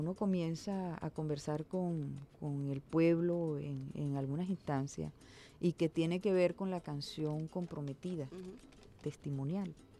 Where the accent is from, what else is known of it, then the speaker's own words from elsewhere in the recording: Venezuela; soy hija de una colombiana … Y yo viví en las dos posibilidades, pocas veces en Colombia, porque nosotros toda la vida vivimos, yo nací aquí en Venezuela, yo soy más de madre colombiana